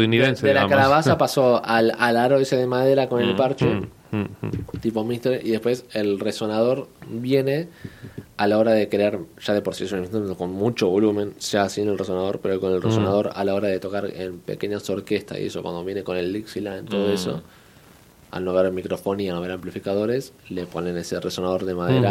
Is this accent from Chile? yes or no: no; Argentina; now in Bilbao, Spain; siendo un argentino que vive en Bilbao